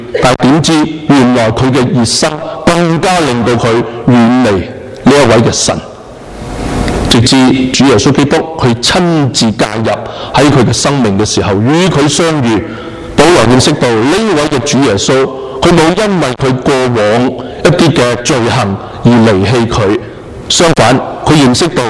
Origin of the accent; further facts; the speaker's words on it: China; 我哋身为中国人，我哋会为咗中国喺政治喺呢一个经济嘅舞台上边起飞